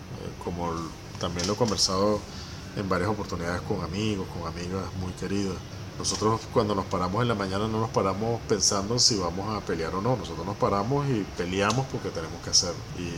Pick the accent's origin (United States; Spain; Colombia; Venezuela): Venezuela; no sean tan ingenuos como para creer que un pueblo como el venezolano, que ha dado todas las luchas que ha dado, sin pretendernos ser algo más de lo que somos